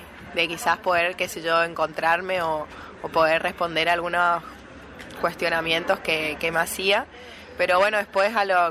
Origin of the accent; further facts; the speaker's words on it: Corrientes, Argentina; Bueno, nosotros somos de Corrientes